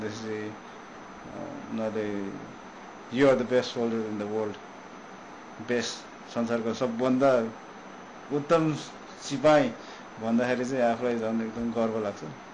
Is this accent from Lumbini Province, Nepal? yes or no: no; Pokhara, Gandaki Province, Nepal; म पोखरामै हुर्केँ तर पोखराबाट त्यहाँदेखि नै अन्नपूर्ण र माछा पुछ्रे जहिले त्यहाँ हाम्रै घर अगाडि